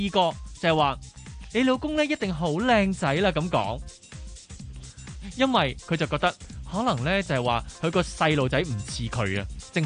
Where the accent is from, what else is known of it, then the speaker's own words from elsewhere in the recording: Hong Kong; 嗱，而家我哋香港人住啲楼咧，咪好细嘅纳米楼嚟噶嘛。